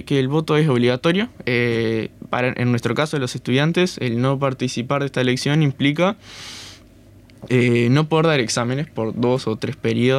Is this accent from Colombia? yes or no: no; San José, Uruguay; yo que soy de San José, puedo votar en allá